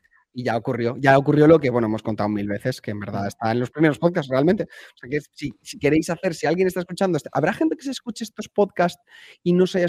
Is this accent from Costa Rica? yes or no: no; United States; born there; Yo como nací en Estados Unidos, yo mantengo la doble nacionalidad.